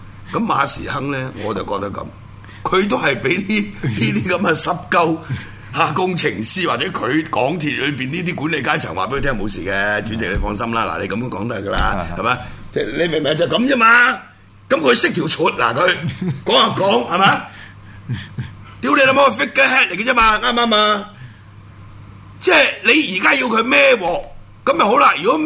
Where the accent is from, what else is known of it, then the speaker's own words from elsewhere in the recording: Hong Kong; 即係作為香港人咧，覺得好撚悲哀。